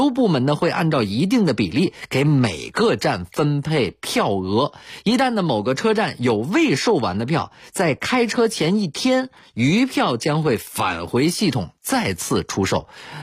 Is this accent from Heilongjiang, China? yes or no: no; Beijing, China; 我是北京人，所以上学工作基本上都在北京，只有出差的时候可能会买火车票。